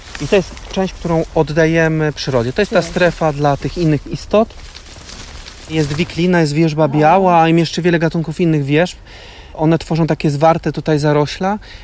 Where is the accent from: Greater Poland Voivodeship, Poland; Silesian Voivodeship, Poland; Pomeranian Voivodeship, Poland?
Greater Poland Voivodeship, Poland; Poznań; Wychowywałem się w Poznaniu na nieużytku. To była rezerwa pod inwestycję tramwajową.